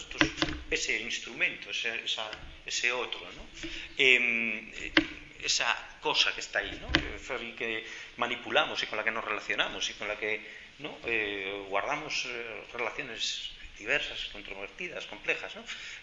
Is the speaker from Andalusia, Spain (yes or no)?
no; Mieres, Asturias, Spain; yo es que vengo de Mieres, mi abuelo estaba en Unosa, viví mi infancia aquí